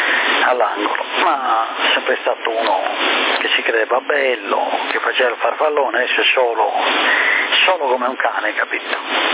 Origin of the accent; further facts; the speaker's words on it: Sassari, Sardinia, Italy; also born or lived in Genoa; Io sono solo nato a Genova, ma poi subito dopo ritornati a Sassari. Quindi solo di nascita a Genova. Padre sardo